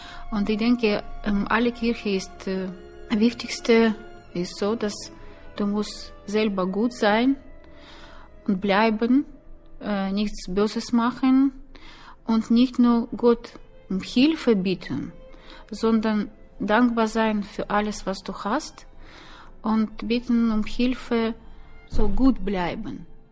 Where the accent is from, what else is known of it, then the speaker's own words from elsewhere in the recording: Norilsk, Krasnoyarsk Krai, Russia; born there; German is a second language; Norilsk, die heimliche Stadt, wo ich geboren bin.